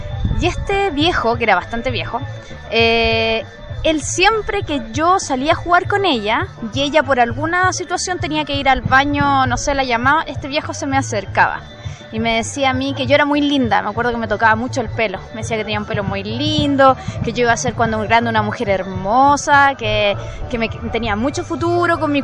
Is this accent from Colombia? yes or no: no; Rancagua, O'Higgins, Chile; yo soy de Rancagua. Y en la casa donde yo vivía cuando era chica, como hace los 12, 13 años